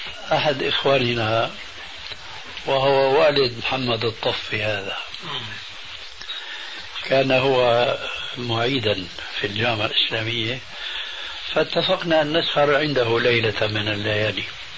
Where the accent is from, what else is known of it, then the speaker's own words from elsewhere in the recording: Damascus, Damascus Governorate, Syria; وأنا قرأت رسالة عندنا في دمشق الشام